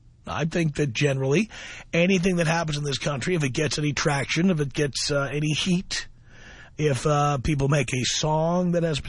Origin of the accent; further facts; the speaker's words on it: New York City, New York, United States; I grew up in the South Bronx around black folks.